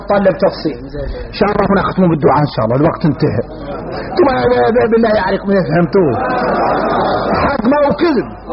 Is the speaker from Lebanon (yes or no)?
no; Mauritania; احنا موريتاني بينا كبر،